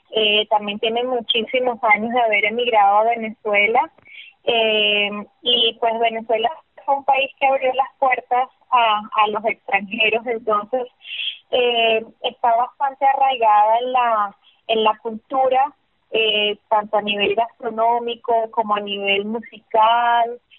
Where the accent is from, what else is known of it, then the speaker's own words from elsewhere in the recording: Lebanon; muchísimo amor a la gastronomía libanesa porque pues amo cocinar y lo que más amo cocinar es la comida de mi tierra